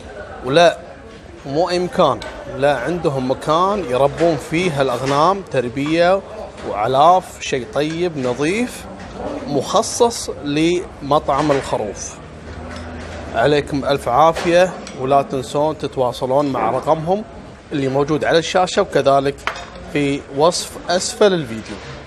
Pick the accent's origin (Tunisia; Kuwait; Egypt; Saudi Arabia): Kuwait; المصيبة ان السالفة حصلت في أشهر المطاعم اللي موجودة عندنا في الكويت